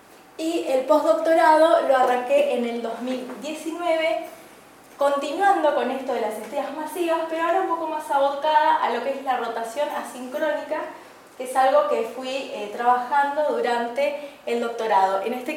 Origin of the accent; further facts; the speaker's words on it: Misiones, Argentina; now in Corrientes, Argentina; yo vengo de Misiones. Estando en Misiones, en una zona rural, tuve mi primer contacto con las estrellas, porque teníamos un cielo precioso.